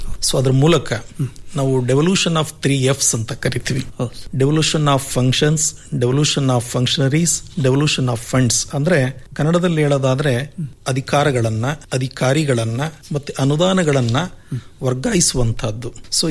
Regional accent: Jagalur, Karnataka, India; ನಾನು ಮೂಲತಃ ದಾವಣಗೆರೆ ಜಿಲ್ಲೆ ಜಗಳೂರು ತಾಲೂಕಿನಿಂದ ಬಂದಂಥವನು.

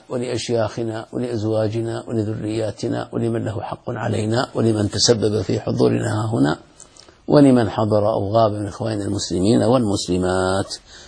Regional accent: Saudi Arabia; وهذا حصل عندنا في السعودية، هذا شر

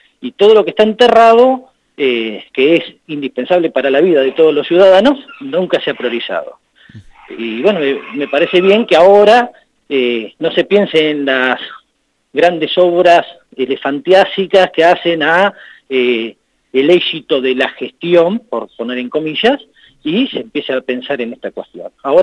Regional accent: Argentina; Pensemos como argentinos

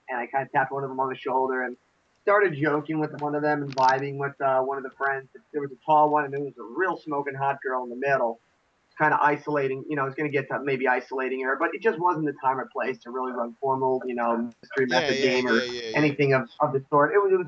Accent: Connecticut, United States; I'm from a small town. I'm from Connecticut originally. That's where my roots are.

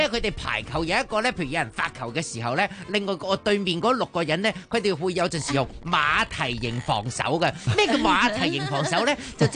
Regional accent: Hong Kong; 我哋香港人去打牌

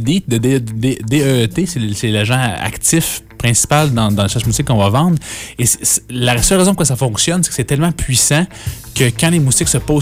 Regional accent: Quebec, Canada; je suis de l'Outaouais, okay.

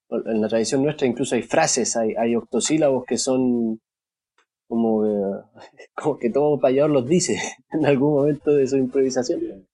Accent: Chile; si yo aprendí a payar, por ejemplo, en Cuba, y soy chileno

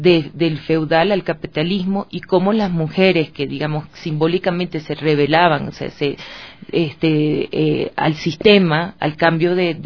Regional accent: Venezuela; now in Ecuador; O sea, yo soy venezolana, pero tengo 13 años viviendo aquí, o sea que ya también es mi país.

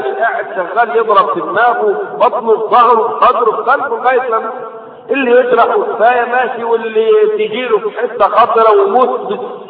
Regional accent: Egypt; ضريح عندنا في مصر

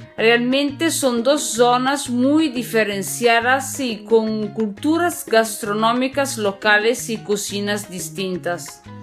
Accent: northern Italy, Italy; Spanish is a second language; recuerde que yo soy italiana, del nord de Italia, soy una cocinera y trabajo

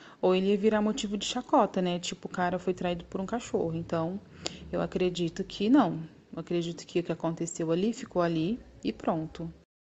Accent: Minas Gerais, Brazil; moved away as an adult; Eu vim de Minas e lá em Minas, eu deixei meu filho, eu deixei minha família, eu deixei tudo lá em Minas, né?

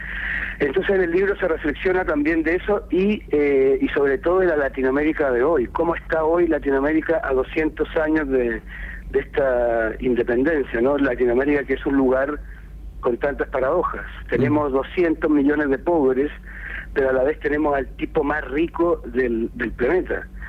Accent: Chile; moved away as an adult; yo me fui de Chile hace 10 años para hacer esto del periodismo portátil. Metí el computador en una mochila y una cámara digital y me fui a España en principio por 4 meses.

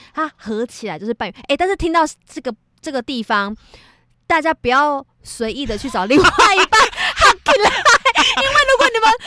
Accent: Taiwan; 韩国也很爱，我们台湾人也很爱

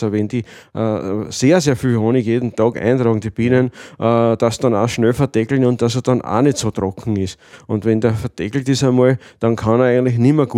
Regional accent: Lower Austria, Austria; Weil bei uns im Weinviertel, man sieht eh, es gibt genug Windrallen und es gibt also Unmengen Wind.

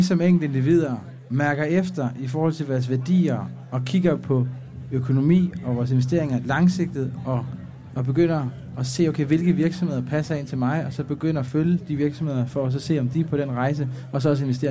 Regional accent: Jutland, Denmark; du ved, jeg er jyde, ikke?

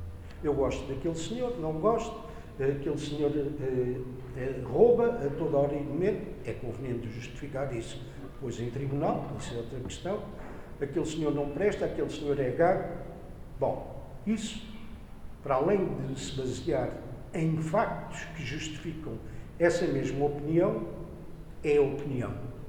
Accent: Lisbon, Portugal; born there; eu sou goês de coração e se calhar devia ter nascido aqui em Panjim e não em Lisboa

